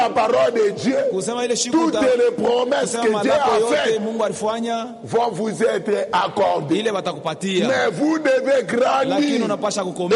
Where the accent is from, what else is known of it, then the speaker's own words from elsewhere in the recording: Kongo Central, DR Congo; Chez nous, au Congo central